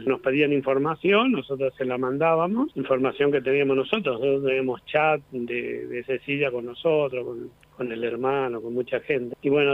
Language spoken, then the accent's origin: Spanish; Núñez, Buenos Aires, Argentina; Nosotros somos de acá de Núñez.